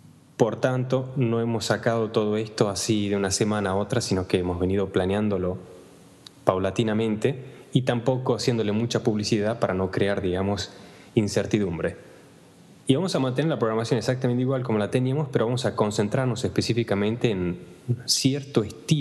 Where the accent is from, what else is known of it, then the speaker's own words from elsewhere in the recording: Argentina; moved away; desde hace más de 15 años, desde que salí de Argentina, idas y vueltas, y siempre estás extrañando a alguien o te falta algo